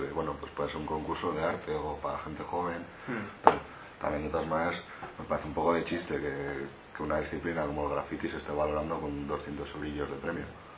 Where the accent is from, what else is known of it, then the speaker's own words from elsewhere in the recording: Pamplona, Navarre, Spain; somos la mayoría, somos de aquí de Pamplona